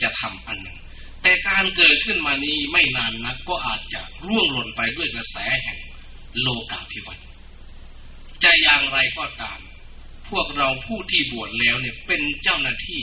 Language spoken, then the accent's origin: Thai; Sakon Nakhon, Thailand; moved away; ผมเองเป็นผลิตผลแห่งวัฒนธรรมพื้นบ้านที่นี่เป็นชาวสกลนครโดยกำเนิดแต่ผมอยู่บ้านนอก